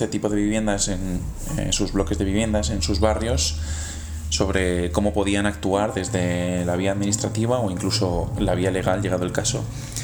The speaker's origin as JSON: {"language": "Spanish", "town": "Madrid", "region": "Community of Madrid", "country": "Spain", "said": "soy de Madrid"}